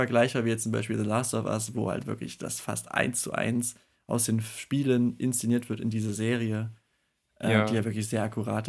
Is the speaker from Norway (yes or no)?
yes; Norway; als Norweger habe ich auch lange ihn unterschätzt